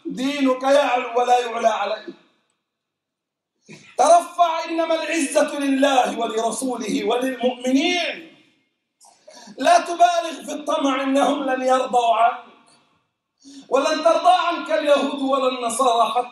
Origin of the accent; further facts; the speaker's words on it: Jordan; لما يروج له في بلدنا الأردن